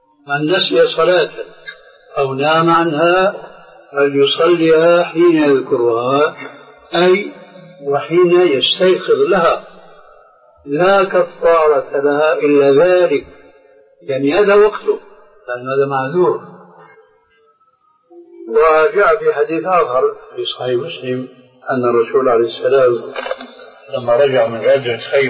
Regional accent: Damascus Governorate, Syria; كما يقول عندنا في الشام

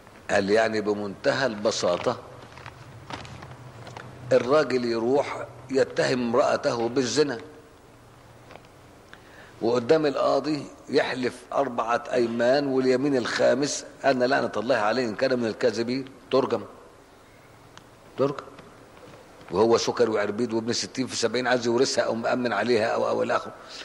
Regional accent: Cairo, Cairo Governorate, Egypt; انا مش اسكندراني، انا قاهري، لحسن حد يسمع شيء تقول لك يا عم بيش اسكندراني، انا قاهري المولد والاصل، مانيش اسكندراني

